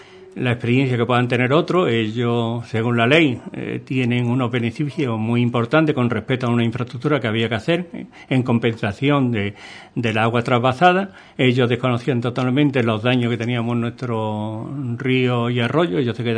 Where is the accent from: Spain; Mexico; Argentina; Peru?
Spain; Andalusia; pero que somos los gaditanos en general los que le hemos quitado.